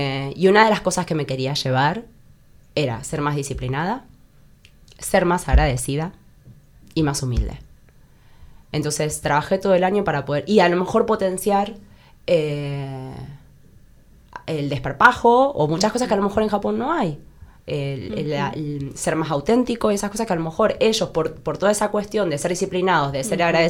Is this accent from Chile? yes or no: no; Argentina; No sé si a vivir mucho tiempo, porque soy argentina y necesito calor